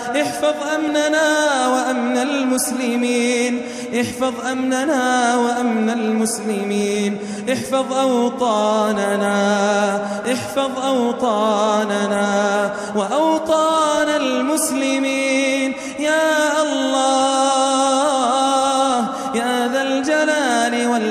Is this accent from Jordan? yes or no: yes; Jordan; واحمي بلادنا الأردن واحمي بلادنا الأردن واحفظها